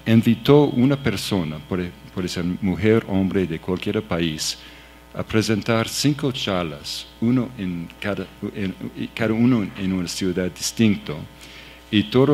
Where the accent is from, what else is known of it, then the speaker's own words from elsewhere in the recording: Canada; Spanish is a second language; y yo soy de Canadá